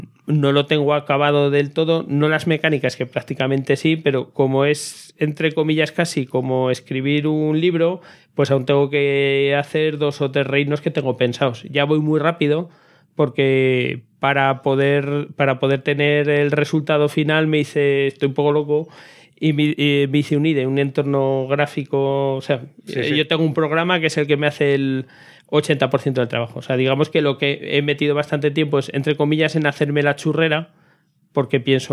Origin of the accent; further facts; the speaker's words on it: Aragon, Spain; Debe ser que como soy de Aragón